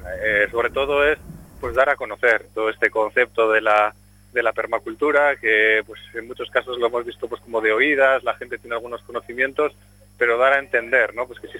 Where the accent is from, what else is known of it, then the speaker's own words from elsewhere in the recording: Vitoria-Gasteiz, Basque Country, Spain; nosotros venimos de Vitoria-Gasteiz